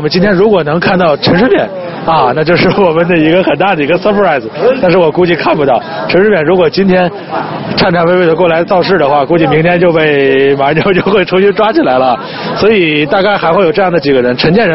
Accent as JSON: {"language": "Chinese", "country": "China", "said": "就是我们大陆人都知道的"}